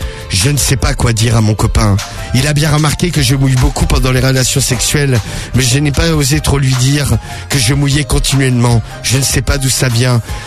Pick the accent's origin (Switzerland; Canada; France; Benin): France; Salindres, Occitanie; Et je suis de Salindres.